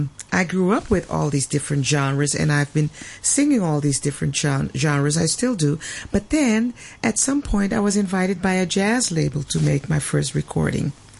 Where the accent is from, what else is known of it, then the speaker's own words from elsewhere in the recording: Suriname; now in Netherlands; I'm from Suriname, South America, and I live in Holland.